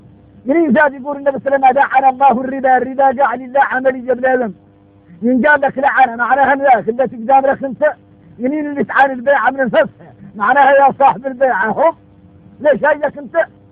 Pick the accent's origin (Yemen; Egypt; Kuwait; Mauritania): Mauritania; احنا موريتاني يريد نتدايقنا مع الصحراء خوتنا في الله